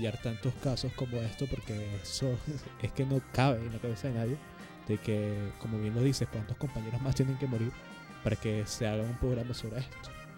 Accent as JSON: {"language": "Spanish", "town": "Caracas", "region": "Capital District", "country": "Venezuela", "said": "nosotros como caraqueños ya tenemos que entender que somos fruto de una mezcla riquísima. Una mezcla que lleva la sangre de caciques como Katia, como Guaycaipuro."}